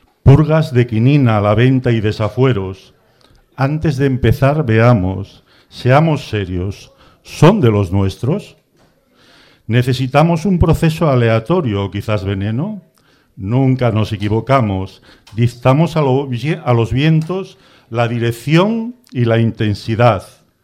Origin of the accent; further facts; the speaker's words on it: Avilés, Asturias, Spain; Bueno, venimos de Avilés y voy a...